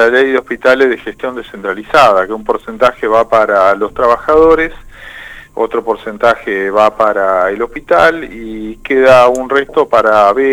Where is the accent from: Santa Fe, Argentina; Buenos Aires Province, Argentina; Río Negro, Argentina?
Santa Fe, Argentina; atenta contra los derechos de todos nosotros como santafesinos